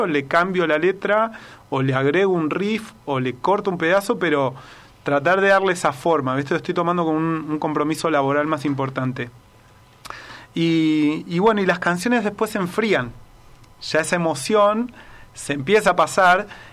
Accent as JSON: {"language": "Spanish", "region": "Buenos Aires", "country": "Argentina", "lives_now": "Tanti, Argentina", "said": "cuando me vine de Buenos Aires para acá, que mi desafío era vivir afuera de una ciudad. O sea, tener esa experiencia de vivir en un lugar que no sea una ciudad. Y así es que, bueno, me mudé a Tanti y después al barrio Los Chañares."}